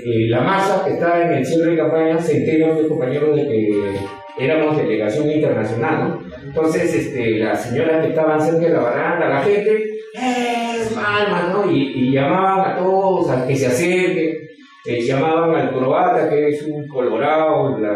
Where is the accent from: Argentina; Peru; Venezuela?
Peru; Nosotros, como peruanos, no vamos a venir a enseñar a los hermanos venezolanos